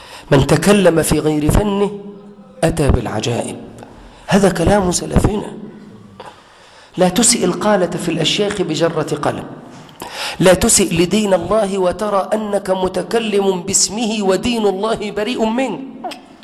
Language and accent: Arabic; Egypt; وأي خناقة عندنا في مصر دلوقتي ما يسقطش فيها قتلة